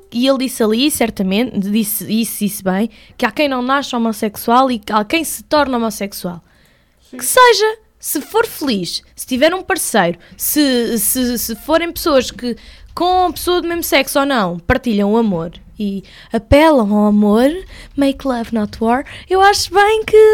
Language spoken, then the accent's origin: Portuguese; Leiria, Centro, Portugal; now in Lisbon, Portugal; Eu vivo em Lisboa há 3 anos, mas eu não sou daqui, sou de Leiria.